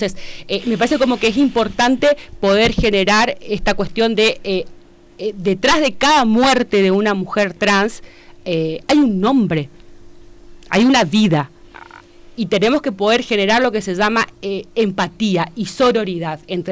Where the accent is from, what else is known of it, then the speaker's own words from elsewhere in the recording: Argentina; el gran hito que tenemos nosotros como argentinos